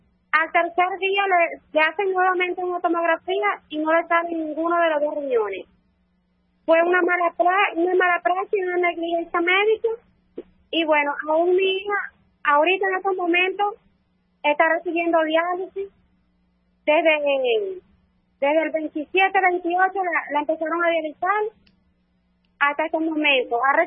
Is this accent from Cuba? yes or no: no; El Callao, Bolívar, Venezuela; Nosotros somos del Callao.